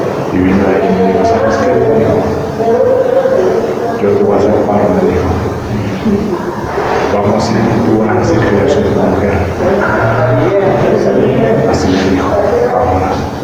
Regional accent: Honduras; also born or lived in Monterrey; now in Guadalajara, Mexico

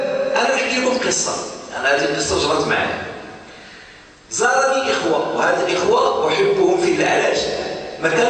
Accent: Morocco; أفتى به مثلا في عندنا في المغرب

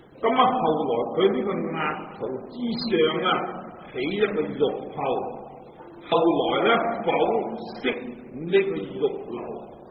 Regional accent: China; 咁啊，我哋中國人冇研究過印度文嘅人咧，就冇法子咧係明白。

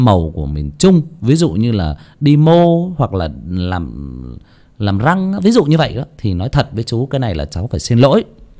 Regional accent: Northern Vietnam, Vietnam; bởi vì cháu sinh ra và lớn lên ở miền Bắc, thế cho nên là có một số những cái ngôn ngữ của các địa phương khác thì cháu cũng chưa thể thể hiện tốt được.

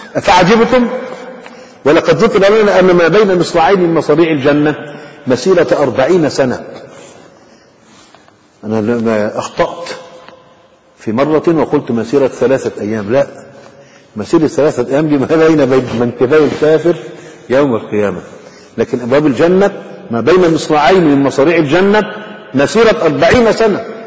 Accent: Egypt; لكن عندنا في مصر مثلا

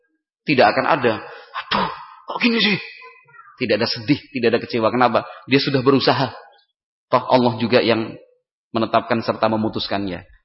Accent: Yogyakarta, Special Region of Yogyakarta, Indonesia; Saya berasal dari Yogyakarta.

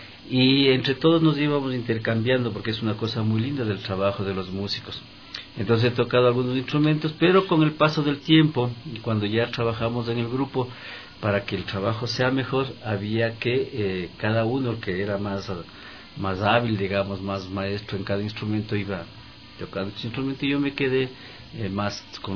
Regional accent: Latacunga, Cotopaxi, Ecuador; Yo vengo cantando desde muy pequeñito, yo soy de la Tacunga, y aprendí a cantar lustrando zapatos y vendiendo diarios.

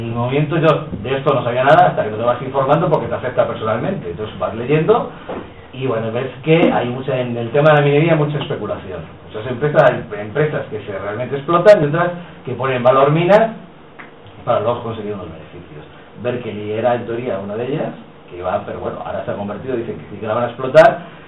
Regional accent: Villares de Yeltes, Castile and León, Spain; Firmó unos convenios en 2011 con Retortillo, Villavieja y mi pueblo, Villares de Yeltes, y dio dinero.

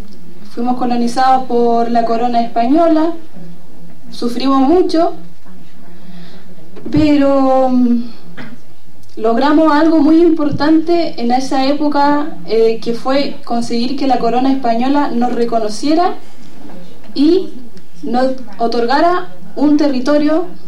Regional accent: Licán Ray, Araucanía, Chile; Hola a todos los hermanos, yo soy de Licanray de Chile, del país de Chile

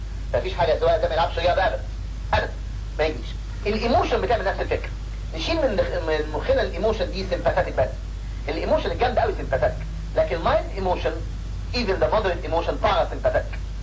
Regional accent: Egypt; في ناس كتير تيجي من بره عندنا في مصر هنا

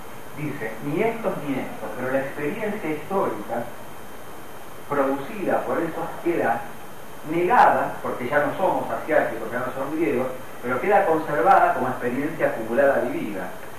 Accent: Argentina; Ahora, eso está negado en el sentido que digo, no soy yo griego, soy un argentino del siglo XXI.

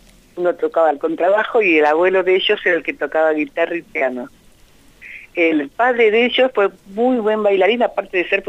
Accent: Argentina; born there; Yo nací en la Argentina, soy quinta generación de negros esclavos acá

